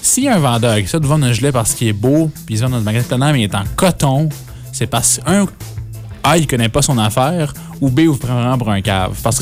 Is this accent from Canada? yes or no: yes; Quebec, Canada; je suis de l'Outaouais, okay.